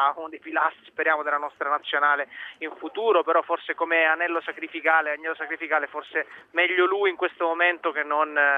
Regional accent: Naples, Campania, Italy; born there; Sono napoletano di nasce, quindi non si può rinnegare le proprie origini.

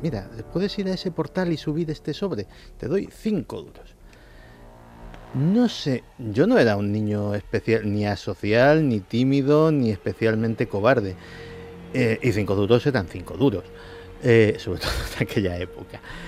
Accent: Madrid, Community of Madrid, Spain; Yo me crié en Chamberí.

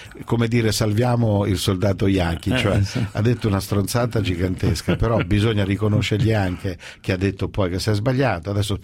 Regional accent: Marche, Italy; Io sono marchigiano, sono nato lì, vivo lì.

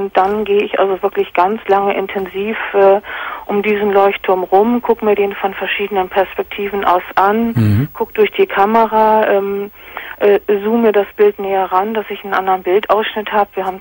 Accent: Hamburg, Germany; Ich wohne jetzt hier seit 20 Jahren in der Gegend. Ich komme eigentlich aus Hamburg.

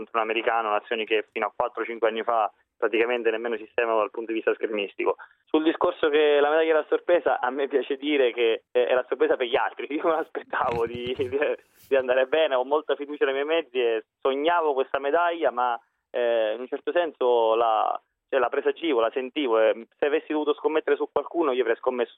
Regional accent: Catania, Sicily, Italy; born there; In realtà sono nato realmente a Catania

